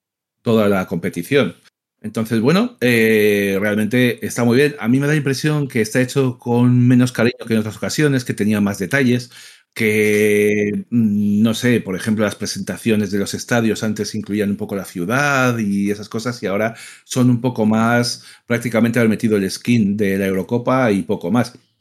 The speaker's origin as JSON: {"language": "Spanish", "country": "Spain", "said": "Yo juego con España porque soy español, porque llevo viendo a España toda la vida"}